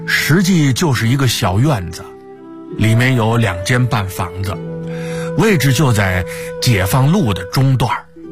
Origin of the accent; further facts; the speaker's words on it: Tangshan, Hebei, China; 对我们唐山人来说，41年前的今天就是噩梦啊。